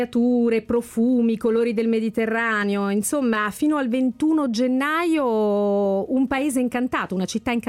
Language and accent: Italian; Salerno, Campania, Italy; Andiamo dalle mie parti, andiamo a Salerno